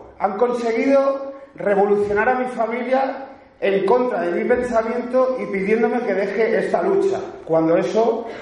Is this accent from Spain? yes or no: yes; Catalonia, Spain; como catalán, los independentistas no representan a Cataluña